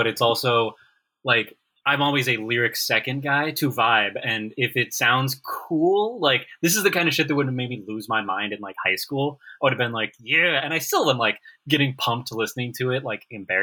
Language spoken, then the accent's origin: English; Portland, Oregon, United States; I grew up in Portland, which is where Rise Records is from.